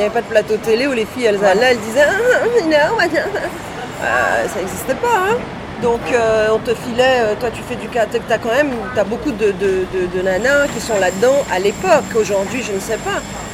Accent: Guadeloupe, France; Parce que je suis de la Guadeloupe

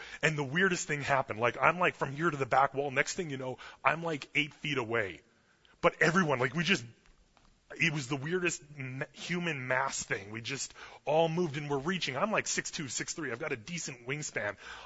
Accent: Canada; I'm Canadian.

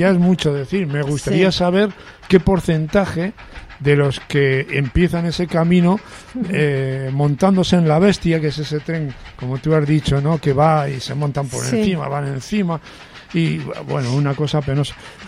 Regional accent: Spain; yo que vengo de España, o el francés que viene, o el italiano, no se nos ocurre decir que este es un gran país, porque no es mejor que el nuestro

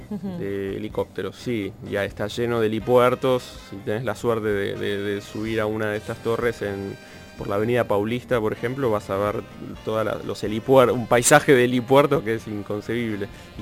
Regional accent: Buenos Aires, Argentina; te hace sentir muy en casa siendo un porteño así urbano, céntrico y qué sé yo.

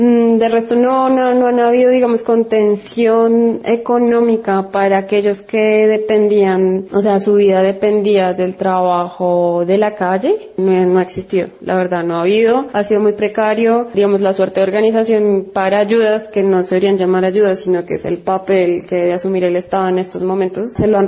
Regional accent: Bogotá, Colombia; moved away; also born or lived in Argentina; Soy colombiana, aunque hace un poco más de 10 años que vivo en Argentina, aunque actualmente desde hace 5 meses estoy en Bogotá, mi ciudad de origen en Colombia.

